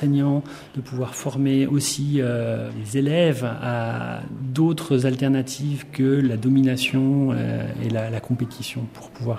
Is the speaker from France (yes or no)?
yes; France; Mon père était notaire et on était dans un village très rural. Et voilà, c'était le notable de la région. Je suis français, donc ça se passait en France.